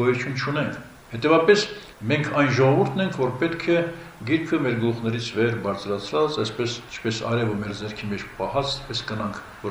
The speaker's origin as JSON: {"language": "Armenian", "region": "Nagorno-Karabakh", "country": "Azerbaijan", "said": "առավել ևս ես որպես արցախցի խոսեմ նաև Արցախի այսպես պահով"}